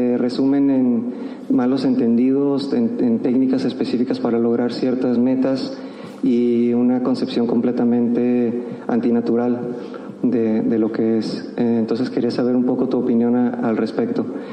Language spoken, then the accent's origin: Spanish; Mexico; now in United States; Nosotros somos de México, vivimos en Estados Unidos